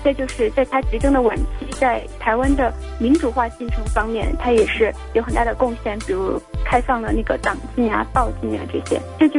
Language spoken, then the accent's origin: Chinese; Hubei, China; now in United States; 我是湖北人，但是我现在在美国加州，然后我经常听你们的节目。